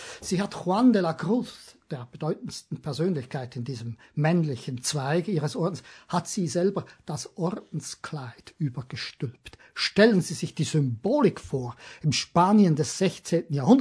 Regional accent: Switzerland; Ich bin Schweizer und mach das nicht ganz so gern.

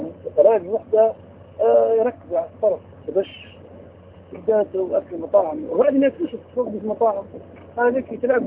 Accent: Misrata, Misrata District, Libya; المهم قلت لك انا من مصراته

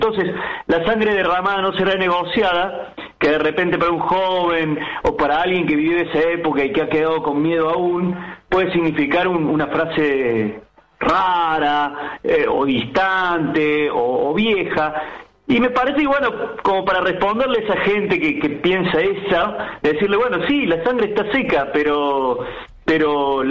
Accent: Córdoba, Argentina; yo como cordobés, por vivir en la provincia de Córdoba, difícilmente me entero

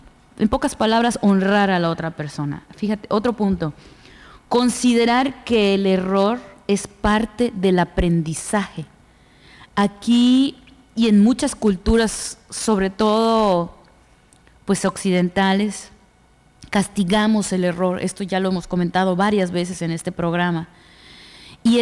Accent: Mexico; en nosotros como mexicanos

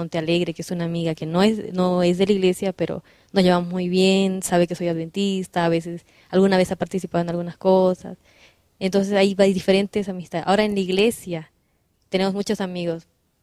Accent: Cobija, Pando, Bolivia; de mi infancia, por ejemplo, viví en Cobija hasta el colegio.

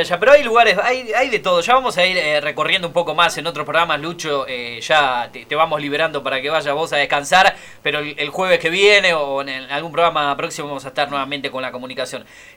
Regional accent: Pergamino, Buenos Aires Province, Argentina; Yo no me puedo considerar porteña, soy de bonaerense, de Pergamino, pero viví muchos años allá.

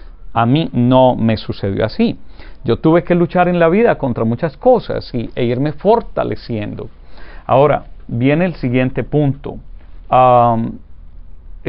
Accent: Urrao, Antioquia, Colombia; born there; el pueblo donde yo nací, Urrao, Antioquia, en las montañas de Colombia

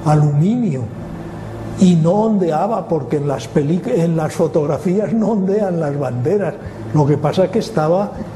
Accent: Spain; Oye, ¿cómo hablas tan mal inglés? Y yo, es que soy español.

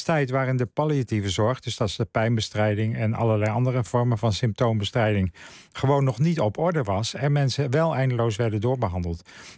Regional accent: Netherlands; wij leven als Nederlanders anno 2021

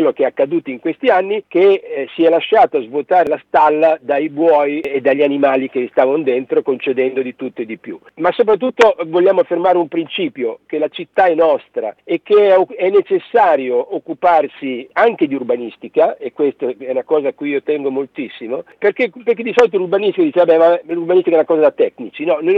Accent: Bologna, Emilia-Romagna, Italy; visto che sono di Bologna

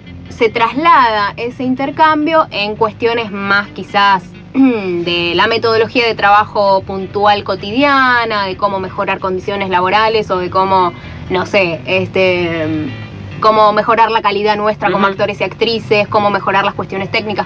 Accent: Buenos Aires, Argentina; accent: porteño; yo como argentina y ni siquiera digo yo porque tengo este acento porteño

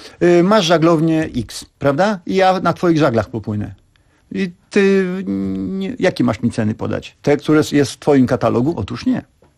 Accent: Warsaw, Masovian Voivodeship, Poland; Tak, ja się urodziłem w Warszawie. Urodziłem się w Warszawie

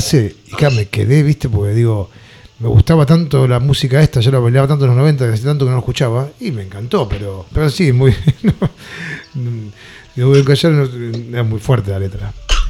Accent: Lanús, Buenos Aires Province, Argentina; soy de Lanús, soy de Barrio Plateado por la Luna.

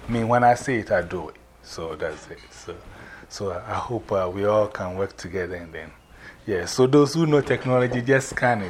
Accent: Ghana; now in New York, United States; I'm from New York by way of Ghana, West Africa. I've been in this country for almost about, I always say plus, so it's 111, so 555 plus.

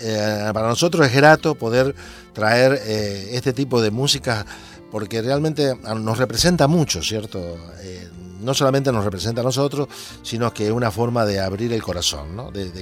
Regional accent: Litoral, Argentina; es de la zona de donde vengo yo, que es la zona del litoral

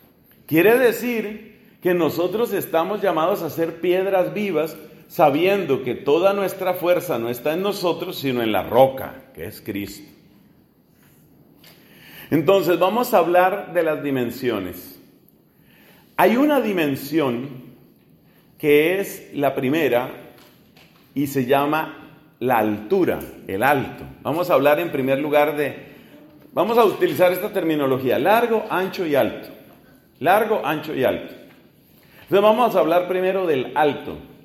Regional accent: Colombia; En mi país, yo soy colombiano, en el norte de mi país, de donde son mis papás, la zona de Barranquilla

